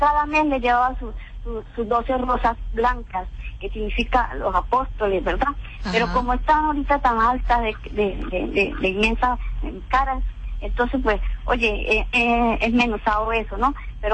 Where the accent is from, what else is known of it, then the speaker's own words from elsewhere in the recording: Colombia; esta edad que yo tengo, 59 años, pero yo soy colombiana